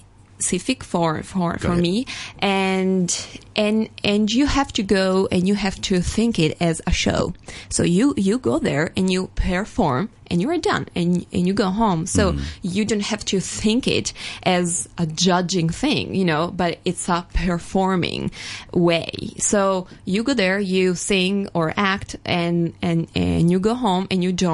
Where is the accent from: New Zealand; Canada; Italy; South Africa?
Italy; Turin, Piedmont; now in New York City, United States; I was born and raised in Turin, and and I've been there until 4 years ago, I moved to New York City.